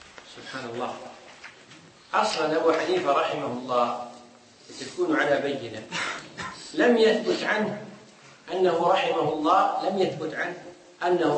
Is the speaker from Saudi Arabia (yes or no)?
no; Kuwait; عندنا في الكويت